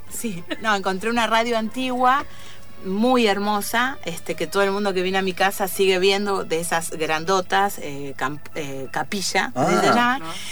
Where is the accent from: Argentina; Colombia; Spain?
Argentina; Tres de Febrero, Buenos Aires Province; yo vengo de la provincia de Buenos Aires, del conurbano.